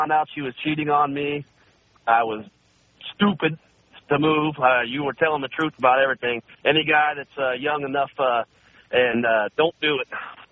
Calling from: Phoenix, Arizona, United States; also born or lived in Ohio; I'm calling from Phoenix, Arizona.

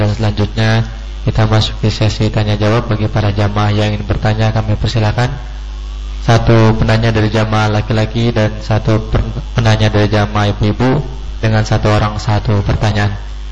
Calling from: Kuningan, West Java, Indonesia; Buya, saya dari Kuningan.

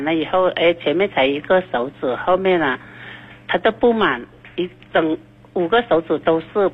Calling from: Nanning, Guangxi, China; 嗯，我是广西南宁的。

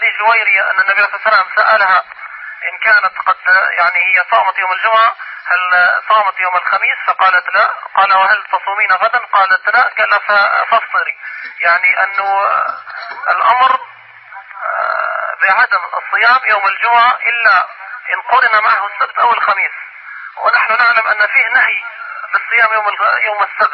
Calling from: Mecca, Makkah Province, Saudi Arabia; شيخ أنا بكلمك يعني من مكة

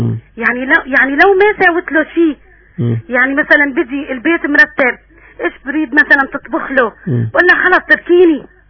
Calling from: Aleppo, Aleppo Governorate, Syria

